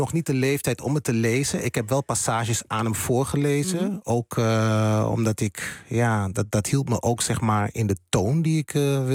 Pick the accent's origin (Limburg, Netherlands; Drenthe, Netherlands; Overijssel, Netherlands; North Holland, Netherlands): Overijssel, Netherlands; Hengelo; Maar ik ben wel een tukker. En dat ben ik ook altijd geweest. Want ik ben geboren en getogen in Hengelo. Dus dan ben ik een tukker.